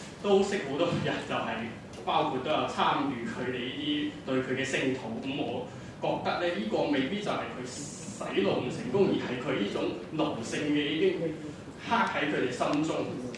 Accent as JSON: {"language": "Cantonese", "town": "Guangzhou", "region": "Guangdong", "country": "China", "said": "因為我係廣州嚟嘅"}